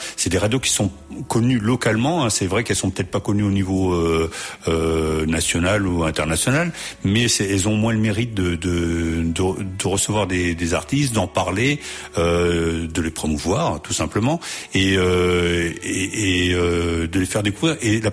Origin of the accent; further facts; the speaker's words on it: France; accent: French; c'était The Wilds avec … voilà, avec mon accent français.